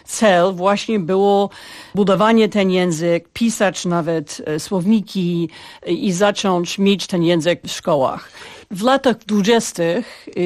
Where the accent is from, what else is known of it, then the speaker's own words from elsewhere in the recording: Ukraine; Polish is a second language; Częściowo mówimy po ukraińsku, częściowo po rosyjsku. Nieważne, jesteśmy razem Ukraińcami.